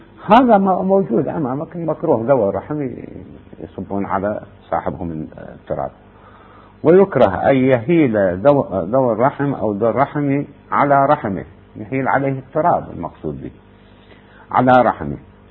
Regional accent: Iraq; هذا ممكن يعني البناء عندنا في العراق يبنون به الطابوق

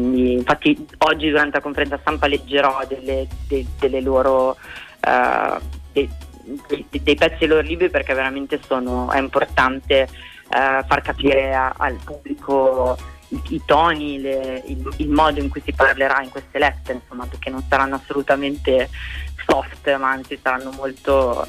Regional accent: Milan, Lombardy, Italy; accent: Milanese; also born or lived in Turin; now in Bologna, Italy; Vengo da anni di Torino, adesso Bologna, per cui sto perdendo il mio accento milanese, però sì, sono milanese.

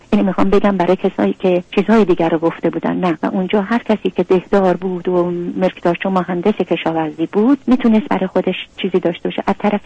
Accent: Iran; moved away as an adult; رفتم شمال دنبالم اومدن. من 7-8 تا زندگی در ایران عوض کردم تا تونستم. دیگه میدم هیچ چاره ای ندارم که اون مملکتم و زادگاهم و خاطرات زندگی و کودکی و نوجوانیم و گذاشتم اومدم.

